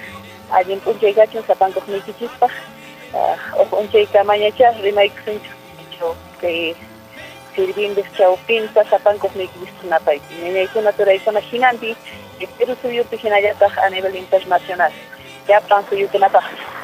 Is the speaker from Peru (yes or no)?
yes; Nuñoa, Puno, Peru; now in Ayaviri, Peru; Soy del distrito de Nuñoa, actualmente radico en la provincia de Melgar, distrito de Yaviri.